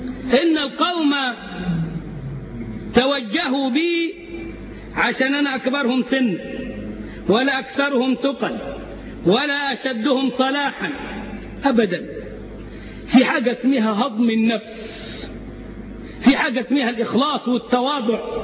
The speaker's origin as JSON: {"language": "Arabic", "country": "Egypt", "said": "وهو أستاذ لمتطوفة كبار عندنا في مصر"}